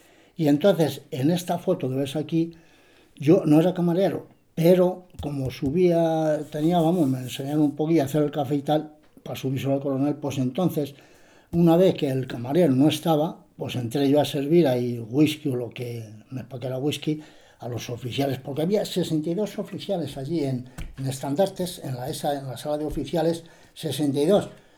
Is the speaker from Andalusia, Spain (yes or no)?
no; Peñaranda de Bracamonte, Castile and León, Spain; Le digo, yo soy de Peñaranda de Bracamonte.